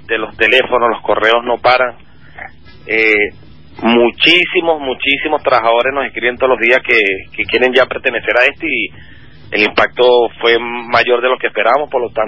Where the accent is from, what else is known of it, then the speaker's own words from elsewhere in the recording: Caracas, Capital District, Venezuela; De Venezuela, de Caracas.